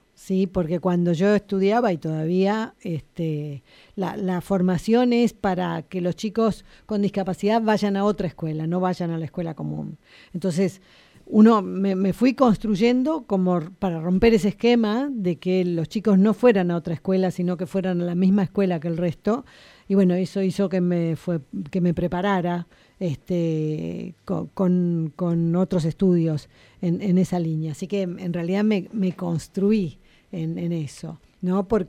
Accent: Río Turbio, Santa Cruz, Argentina; also born or lived in Río Gallegos / Spain; now in La Plata, Argentina; la primaria y la secundaria la estudié en mi pueblo, que es Río Turbio, en Santa Cruz. El primer profesorado de primaria lo hice en Río Gallegos, en Santa Cruz. Y el otro profesorado en discapacidad ya estaba acá y lo cursé en La Plata.

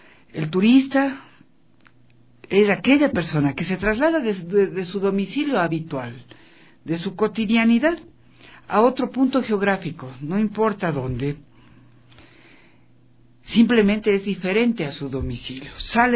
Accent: Ecuador; dentro de cada uno de nosotros que somos ecuatorianos, no importa de dónde vengamos

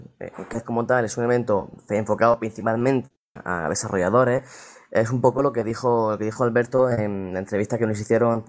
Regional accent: Almería, Andalusia, Spain; aquí en Almería, de donde soy yo

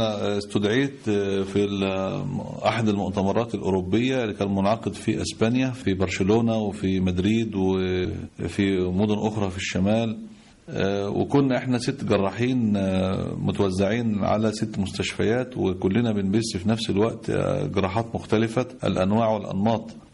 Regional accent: Dikirnis, Dakahlia, Egypt; كان في نشاط لبعض الشباب في ديكرنس مسقط رأسي

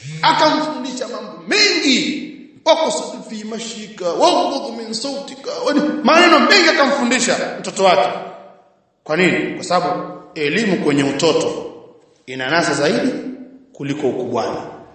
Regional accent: Tanga, Tanga Region, Tanzania; Nakumbuka sisi kule kwetu Tanga kuna bwana mmoja alikuwa akisemewa

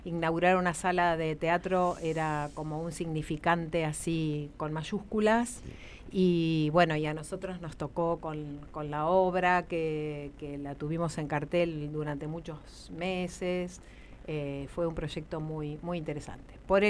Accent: Winifreda, La Pampa, Argentina; now in Santa Rosa, Argentina; vivo en Santa Rosa. Nací en Winifreda, porque como el apellido lo indica

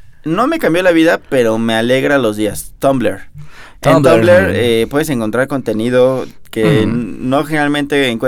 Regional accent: Mexico; Y nosotros, como mexicanos, somos el país de América Latina que más consume YouTube

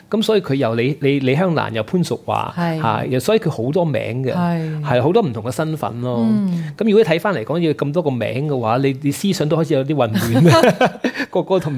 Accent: Hong Kong; 基本上我們香港人講國語都是差一點的

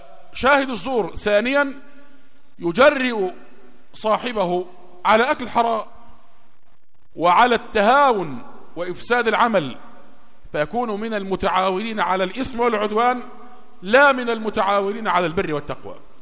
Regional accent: Egypt; قصة راقصة من الراقصات المشهورات عندنا في مصر

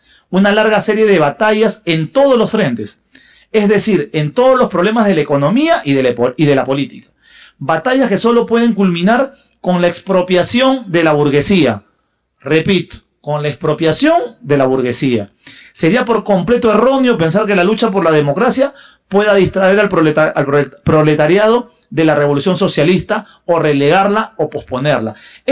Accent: Peru; Yo soy peruano

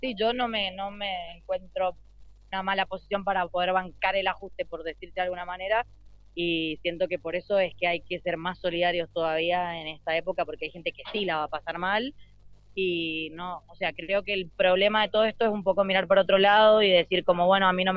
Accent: Mendoza, Argentina; Yo soy de Mendoza, sí.

